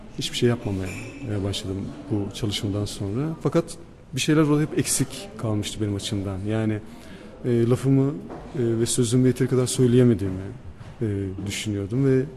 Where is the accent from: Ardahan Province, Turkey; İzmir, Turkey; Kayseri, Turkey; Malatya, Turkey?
Ardahan Province, Turkey; Ardahan'da doğup büyüdüm ben. Ardahan'ın bir köyünde doğdum. Doğduğum yer eski bir Ermeni ve Rum köyü. Ve biz bu Ermenilerden ve Rumlardan kalan bir evde yaşıyoruz.